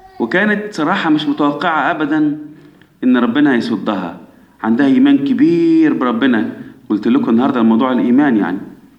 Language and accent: Arabic; Egypt; احنا كمصريين أولاد مين من أحفاد نوح؟ أولاد مصرايم.